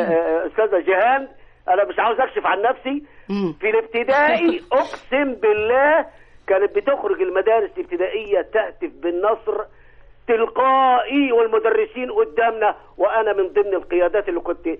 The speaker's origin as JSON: {"language": "Arabic", "region": "Upper Egypt", "country": "Egypt", "tie": "born or raised there", "said": "انا كنت وانا طفل عندي 6 سنين كنت بطلع في عيد النصر ده بالذات ونطلع فوق البيوت عندنا في الصعيد"}